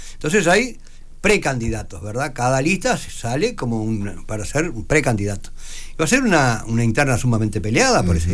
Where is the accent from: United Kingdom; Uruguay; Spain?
Uruguay; Maldonado; Yo soy de Maldonado, quiero a Maldonado, respeto a Maldonado, defiendo a Maldonado, peleo por Maldonado, así que a mí no me sacan de acá.